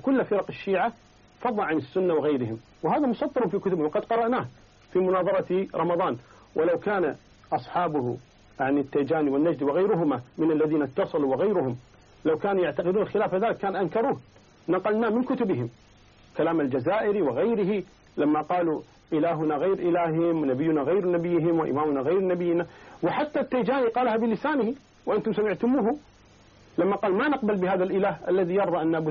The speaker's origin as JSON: {"language": "Arabic", "country": "Kuwait", "said": "أنا من أهل الكويت أنا أعلم منك بذلك"}